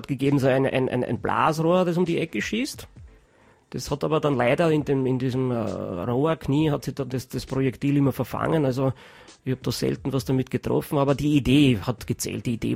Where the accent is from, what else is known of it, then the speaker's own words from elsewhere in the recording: Austria; ich bin ein Österreicher, das verbiete ich mich, ich bin nicht deppert.